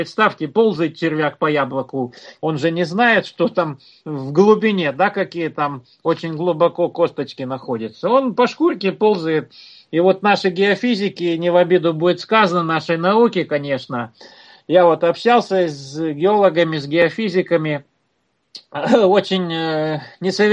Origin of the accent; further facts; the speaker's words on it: Ural, Russia; я вот сам родом с Урала